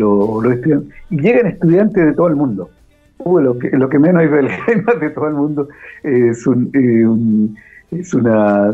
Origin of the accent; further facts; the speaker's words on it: Santiago, Santiago Metropolitan Region, Chile; born there; also born or lived in Concepción; Bueno, yo nací en Santiago de Chile. Y yo soy una persona citadina, me gustan las ciudades.